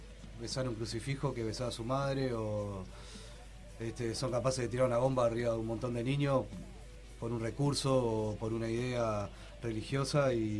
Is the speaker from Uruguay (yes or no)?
yes; Uruguay; porque somos uruguayos, obviamente.